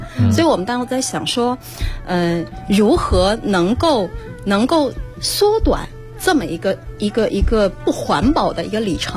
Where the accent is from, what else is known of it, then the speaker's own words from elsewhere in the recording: Zhejiang, China; 然后第六集就是钱塘，也是我的故乡浙江地区。